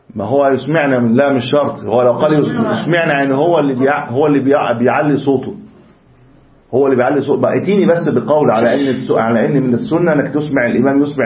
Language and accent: Arabic; Upper Egypt, Egypt; ممكن كنت انت صعيدي هناك، انا صعيدي هنا.